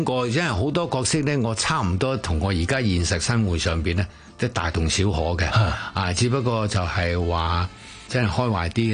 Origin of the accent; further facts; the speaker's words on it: Guangdong, China; 就佢哋唔知道我係廣東人嚟嘅